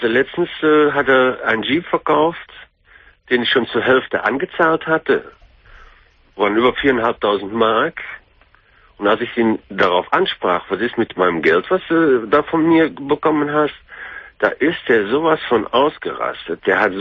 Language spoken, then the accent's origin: German; Belgium; Nee, ich bin Belgier.